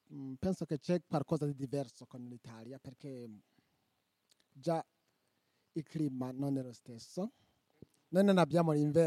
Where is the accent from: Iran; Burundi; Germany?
Burundi; Italian is a second language; now in Italy; Vengo dal Burundi, un paese che si trova in centro-est Africa.